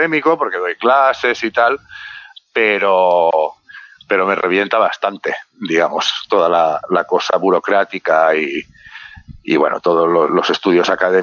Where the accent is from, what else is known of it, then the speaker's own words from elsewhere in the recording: Barcelona, Catalonia, Spain; Yo soy de Barcelona, soy del barrio del Guinardó y en ese barrio, que está muy cerca del barrio de Gracia